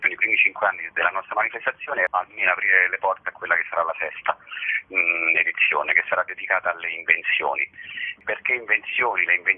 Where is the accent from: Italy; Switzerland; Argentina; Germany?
Italy; Rome, Lazio; io sono romano